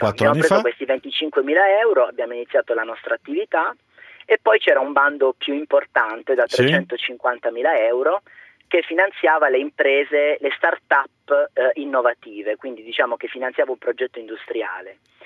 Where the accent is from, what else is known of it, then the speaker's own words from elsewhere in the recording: Monopoli, Apulia, Italy; Io sono di Monopoli